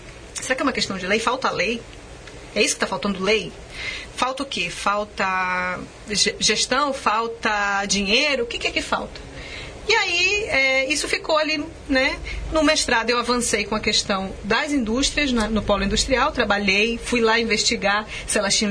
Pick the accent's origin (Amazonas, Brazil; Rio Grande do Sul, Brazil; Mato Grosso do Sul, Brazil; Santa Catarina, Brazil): Amazonas, Brazil; Manaus; Como é que no Brasil, eu sou de Manaus, né? Sou lá da Amazônia, muita água, água cruzando a cidade.